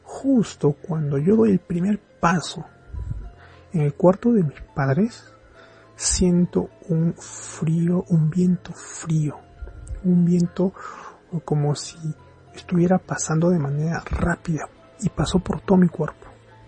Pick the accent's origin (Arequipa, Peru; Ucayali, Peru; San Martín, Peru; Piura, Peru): Arequipa, Peru; sí, nuevamente, soy del país de Perú, del departamento de Arequipa